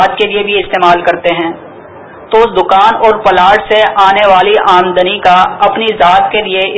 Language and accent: Urdu; Khanpur, Punjab, Pakistan; میرا تعلق خانپور شہر سے ہے.